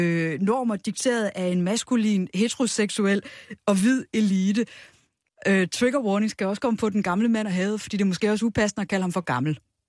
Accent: Bellevue, Capital Region of Denmark, Denmark; jeg er 43, og da jeg voksede op i Bellevue, der lå rigtig mange topløse.

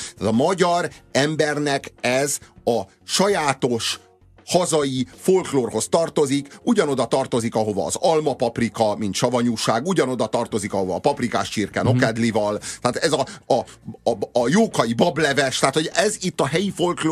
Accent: Hungary; Én is ember vagyok, én is magyar vagyok, én is köszönök

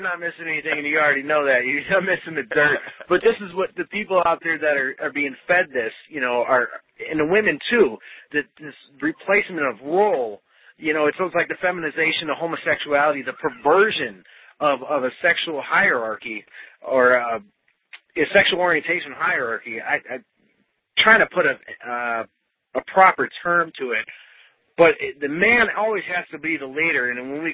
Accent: Wisconsin, United States; You know, I grew up in Packerland. You know how hardcore Packer fans are, the cheeseheads. And I grew up in Wisconsin

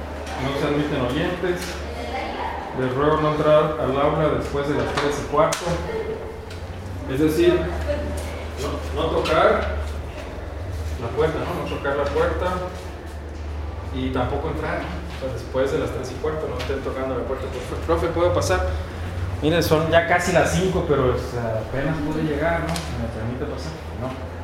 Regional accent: Mexicali, Baja California, Mexico; Yo vengo de Tangamandapio, de Mexicali, Baja California, y aquí sí hace calor, ¿verdad?

